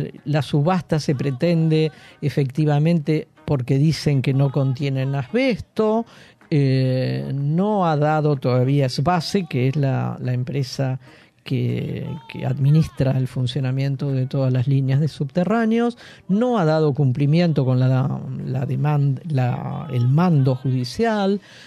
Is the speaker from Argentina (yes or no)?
yes; Buenos Aires, Argentina; Las medidas de fuerza, lamentablemente, como porteños, las vivimos y las padecemos